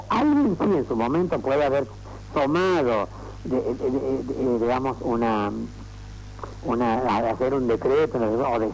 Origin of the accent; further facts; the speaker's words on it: Salta, Argentina; Yo soy salteño.